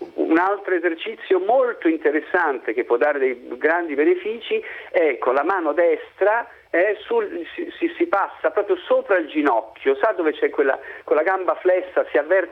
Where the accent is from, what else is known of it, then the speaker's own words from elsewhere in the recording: Rome, Lazio, Italy; Magari io romano abituato a stare ore e ore nel traffico di Roma